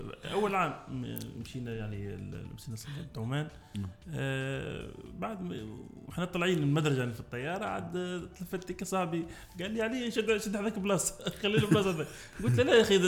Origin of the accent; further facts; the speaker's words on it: Tunisia; now in Oman; احنا التوانسه مشكلتنا ديما لهجتنا مش مفهومه